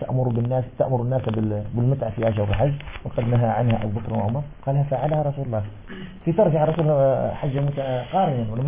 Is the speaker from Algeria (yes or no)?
yes; Algeria; moved away; نشأت في بيئة مالكية فكنا نرى 84 كيلو ثم انتقلت من الجزائر إلى الدراسة السعودية